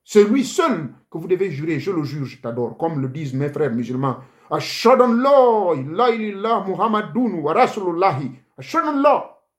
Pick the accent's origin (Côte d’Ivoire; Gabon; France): Gabon; chez moi au Gabon